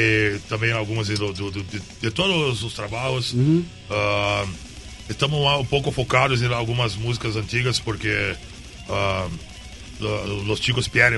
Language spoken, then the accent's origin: Spanish; Brazil; Spanish is a second language; de Brasil. Es un placer, un honor estar acá.